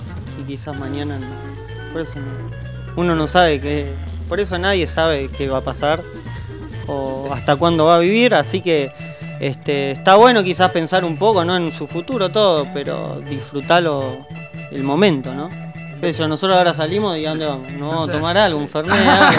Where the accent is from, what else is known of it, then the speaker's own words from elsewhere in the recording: Bernal, Buenos Aires Province, Argentina; así que somos de acá de Bernal.